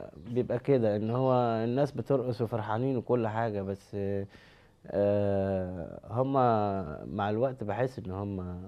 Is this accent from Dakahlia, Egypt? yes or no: no; Cairo, Cairo Governorate, Egypt; born there; من مواليد القاهرة، بكالوريوس تجارة.